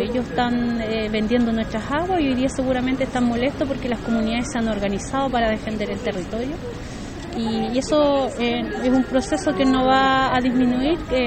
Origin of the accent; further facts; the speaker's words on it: Coihue, Araucanía, Chile; soy de Coihue, comuna de Cholchol